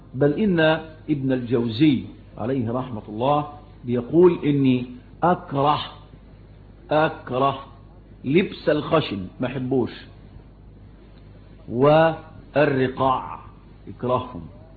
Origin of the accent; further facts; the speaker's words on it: Shubra, Cairo Governorate, Egypt; فكنا نشوف المولد ده زمان يعملوه عندنا في حته اسمها ميني السيرج